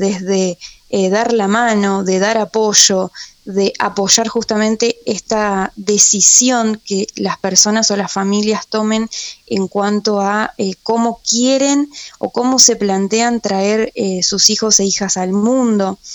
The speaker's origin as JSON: {"language": "Spanish", "town": "Paraná", "region": "Entre Ríos", "country": "Argentina", "tie": "born there", "said": "yo soy nacida en Paraná, Entre Ríos"}